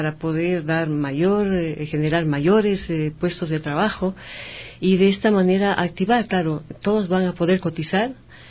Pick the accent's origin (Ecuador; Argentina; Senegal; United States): Ecuador; que apelan al tema de que somos, los ecuatorianos somos vagos